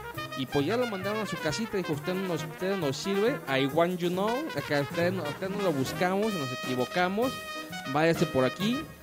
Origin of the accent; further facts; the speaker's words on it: Guadalajara, Jalisco, Mexico; somos tapatíos y nos tenemos que quejar de todo, ¿no? Si no estamos de todo, no estamos a gusto. O sea, aquí es Tapatitolandia.